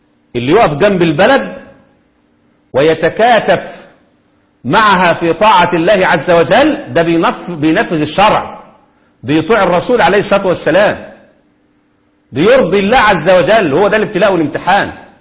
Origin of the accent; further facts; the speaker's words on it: Egypt; هو اللي بيحصل عندنا في مصر في ايام الثورات وما قبلها بالضبط